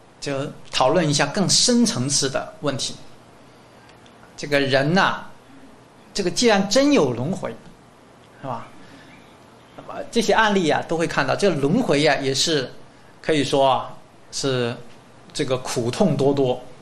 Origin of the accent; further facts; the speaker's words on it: China; now in Taiwan; 因为呢我从大陆过来这个准备的这个投影的片呢可能有一些夹杂的一些简体字哈